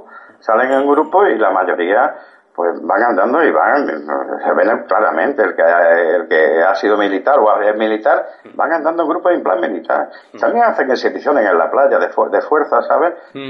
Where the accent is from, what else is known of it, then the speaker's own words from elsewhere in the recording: Spain; me sentí humillado como español